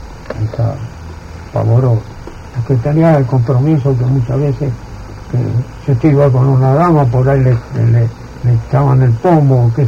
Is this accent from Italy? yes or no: yes; Italy; Spanish is a second language; Y yo soy italiano, no voté una sola vez.